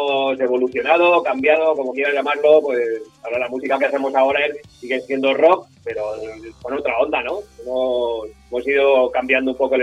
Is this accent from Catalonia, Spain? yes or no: no; Madrid, Community of Madrid, Spain; somos de Usera los dos